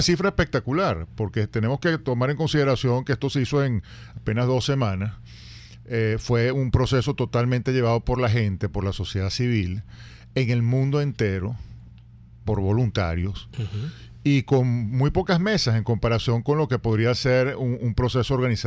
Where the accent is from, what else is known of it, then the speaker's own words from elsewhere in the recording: Venezuela; nos tenemos que felicitar como venezolanos por lo que pasó ayer, ¿no?